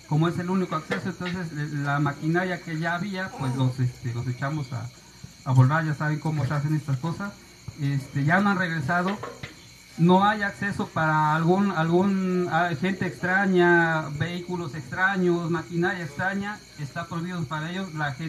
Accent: Jalcomulco, Veracruz, Mexico; venimos de Calcomulco, Veracruz, estamos a 40 minutos más o menos de la capital, Jalapa.

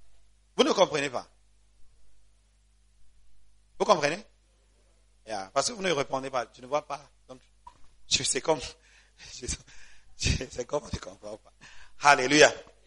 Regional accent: Gabon; ok, moi, je suis gabonais

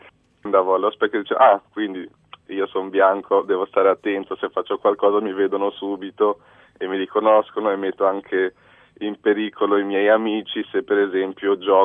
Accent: Almora, Uttarakhand, India; sono cresciuto praticamente per tutta la vita in India, in un posto dove si chiama, dove insomma davanti a casa nostra c'era l'Himalaya e si chiama Almora il posto, e sarebbe a 1700 metri al nord, nel nord dell'India.

